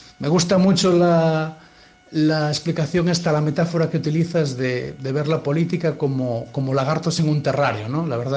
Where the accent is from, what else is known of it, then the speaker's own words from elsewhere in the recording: Galicia, Spain; En mi tierra, en Galicia, siempre hubo una cierta resistencia al centralismo